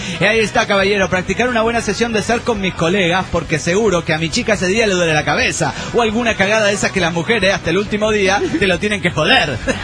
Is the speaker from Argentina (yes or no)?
no; Coahuila, Mexico; No, porque yo vengo de Coahuila y ahí está muy chido todo